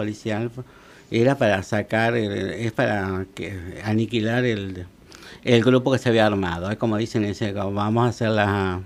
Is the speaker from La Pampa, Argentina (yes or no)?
yes; General Pico, La Pampa, Argentina; born there; now in Santa Rosa, Argentina; nací en General Pico, en La Pampa.